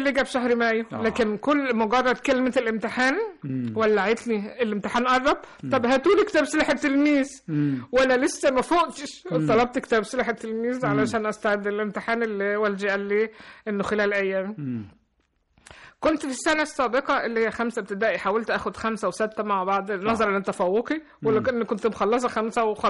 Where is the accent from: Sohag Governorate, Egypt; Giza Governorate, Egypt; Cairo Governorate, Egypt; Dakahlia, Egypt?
Cairo Governorate, Egypt; Cairo; born there; في القاهرة. أيوة.